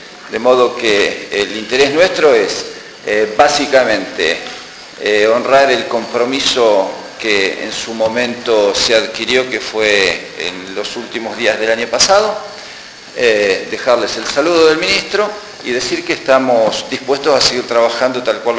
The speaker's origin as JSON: {"language": "Spanish", "region": "Buenos Aires Province", "country": "Argentina", "said": "Como nosotros, en verdad, somos de provincia de Buenos Aires"}